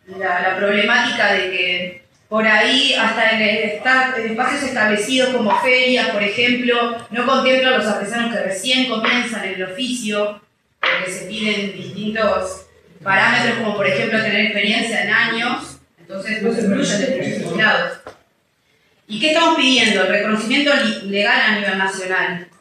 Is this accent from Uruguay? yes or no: yes; Uruguay; Somos desterrados de nuestro lugar porque somos uruguayos